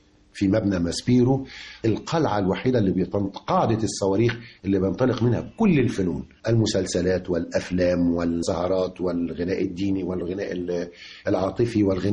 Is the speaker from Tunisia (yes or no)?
no; Egypt; هي الجذور هي أصل الشجرة الحقيقية عندنا في مصر